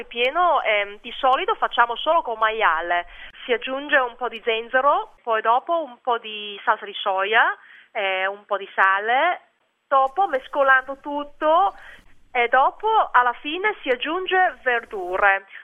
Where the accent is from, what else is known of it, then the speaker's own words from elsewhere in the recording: Hong Kong; Italian is a second language; moved away as an adult; now in Italy; io vengo da Hong Kong, sono venuta in Italia quando avevo 26 anni, in 2006.